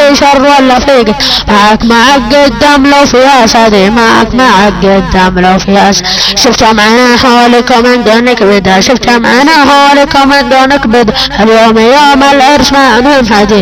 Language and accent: Arabic; Saudi Arabia; لان الدواعش اجانب مو سعوديين وانا سعودي